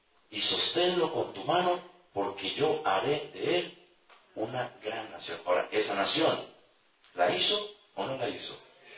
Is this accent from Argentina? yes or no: yes; Argentina; Ah, no, somos argentinos.